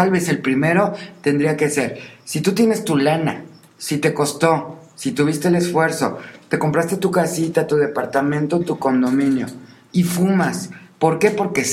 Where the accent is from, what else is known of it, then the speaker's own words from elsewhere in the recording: Mexico; Digo, uno como mexicano va ahí y te paras junto a un atleta y pareces un bastón, ¿no?